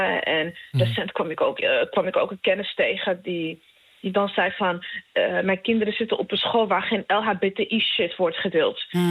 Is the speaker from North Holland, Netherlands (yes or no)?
yes; Amsterdam, North Holland, Netherlands; ik kom uit Amsterdam de Pijp.